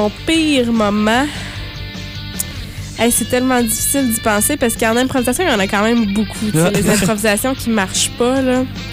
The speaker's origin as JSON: {"language": "French", "town": "Trois-Rivières", "region": "Quebec", "country": "Canada", "tie": "born or raised there", "also_born_or_lived": "Ontario / Drummondville", "said": "Je viens de... Je vais pas me lancer là-dedans, mais je viens d'Ontario. C'est ça. Mais j'ai grandi à Drummondville, puis j'ai fini mon grandissement à Trois-Rivières."}